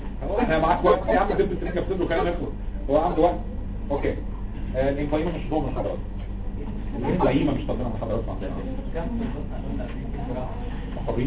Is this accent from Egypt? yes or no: yes; Egypt; انا طبعا انت عارف ان عندنا في مصر